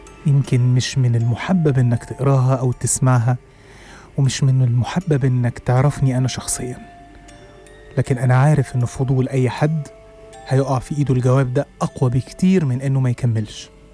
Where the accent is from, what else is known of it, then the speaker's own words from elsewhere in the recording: Egypt; also born or lived in Saudi Arabia; وقلنا وقالوا لنا وإحنا وافقنا إن إحنا هندرس في بلدنا في مصر